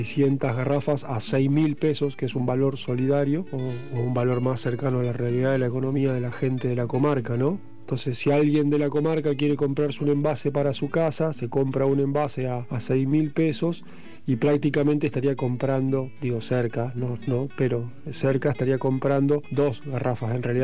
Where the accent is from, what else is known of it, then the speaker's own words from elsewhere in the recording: Santa Fe, Argentina; yo soy de la ciudad de Santa Fe, capital